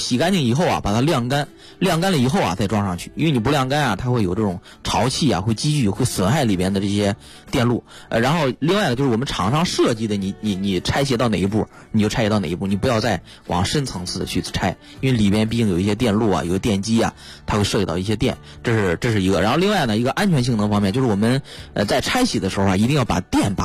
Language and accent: Chinese; China; 因为毕竟说白了我们中国人还是节俭为主嘛